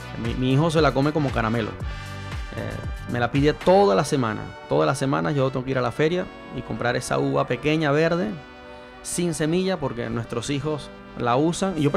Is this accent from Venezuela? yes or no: yes; Venezuela; now in Chile; Recuerdo cuando estaba en mi país que comerse una manzana era un lujo, porque era una manzana importada. Y no era importada de cualquier lugar, sino que era importada de aquí de Chile.